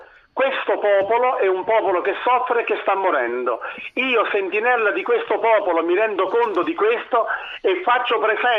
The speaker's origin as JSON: {"language": "Italian", "region": "Campania", "country": "Italy", "tie": "born or raised there", "said": "ormai ho 58 anni sono nato e vivo in provincia di Napoli da sempre."}